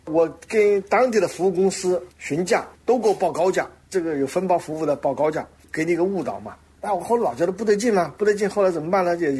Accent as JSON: {"language": "Chinese", "country": "China"}